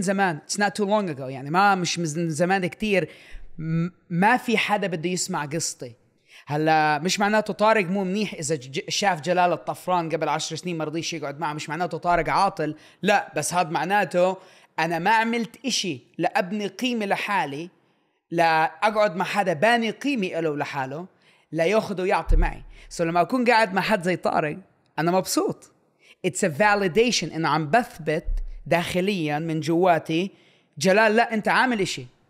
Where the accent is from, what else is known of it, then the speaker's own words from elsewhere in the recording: Amman, Amman Governorate, Jordan; moved away as an adult; زلمة فلسطيني الأصل، انولد وكبر بالأردن. طلعت من كبرت بالأردن لحد 18 سنة، خلصت توجيهي بالأردن، كبرت في ماركة الشمالية حي العبدالله من أجين للعمر 18 سنة، يعني خلصت توجيهي بالأردن.